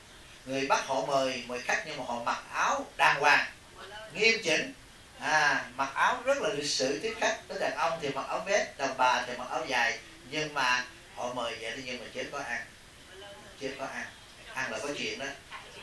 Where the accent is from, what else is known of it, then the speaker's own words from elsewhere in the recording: Southern Vietnam, Vietnam; Cha Trung mẹ Nam đó, nhưng mà tôi sống từ nhỏ trong Nam, tôi không có ảnh hưởng gì về Trung hết.